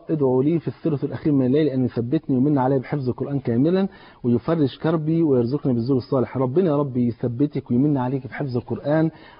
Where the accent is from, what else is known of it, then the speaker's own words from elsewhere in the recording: Egypt; المثل عندنا في مصر بيقول يا بخت من بات مظلوم ولا يباتش ظالم.